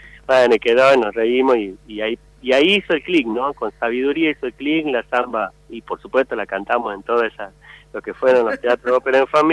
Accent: Montero, Santa Cruz, Bolivia; como soy de Montero, nacido en Montero

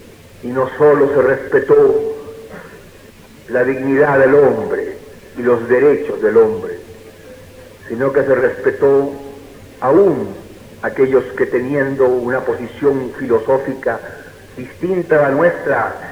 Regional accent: Chile; me honro como masón y como chileno

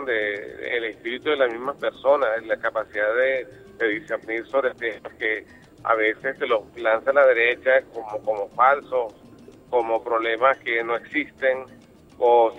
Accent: Venezuela; yo con Venezuela, estoy en mi país y me siento orgulloso de vivir en ella.

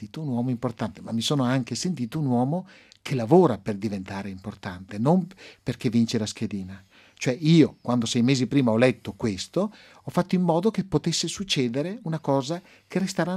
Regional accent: Legnago, Veneto, Italy; born there; Io sono nato a Legnago di Verona, un paese di 30.000 abitanti, dove c'è un'imprenditoria più artigianale che industriale.

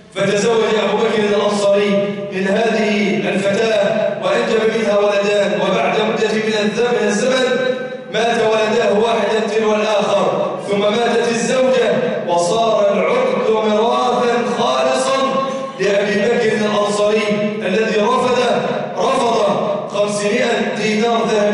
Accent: Egypt; اللهم اجعل بلدنا مصر أمن الأمانة

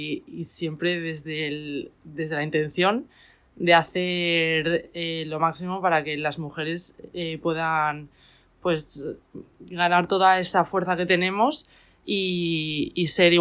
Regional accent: Miranda de Ebro, Castile and León, Spain; tengo 24 años, soy enfermera y soy de Miranda de Ebro, de una ciudad al norte de España.

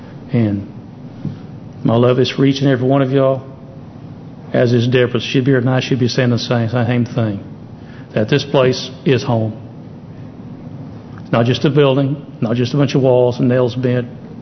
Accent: Springdale, United States; also born or lived in El Segundo, California; And I grew up around Springdale pretty much. I was born in California, out in El Segundo, but ended up in Springdale. So I knew everybody in town.

